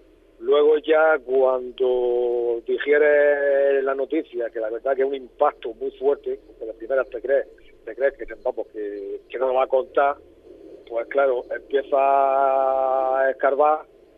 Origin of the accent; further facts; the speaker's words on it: Almería, Andalusia, Spain; los que somos de Almería y conocemos Almería, sabemos que es muy seca.